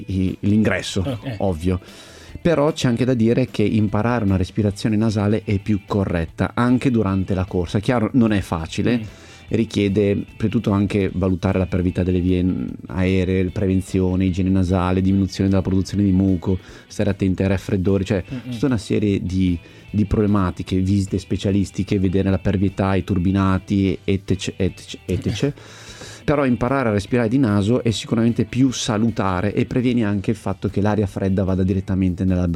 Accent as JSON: {"language": "Italian", "town": "Milan", "region": "Lombardy", "country": "Italy", "tie": "born there", "also_born_or_lived": "Istria", "said": "le mie origini istriane, nato a Milano ma passato tanto tempo da bambino in Istria, nella terra dei miei genitori"}